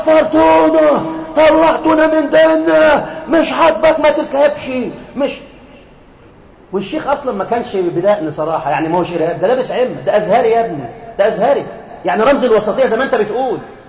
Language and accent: Arabic; Egypt; واحنا بنحب احنا كشعب مصري بنقلة في الضحك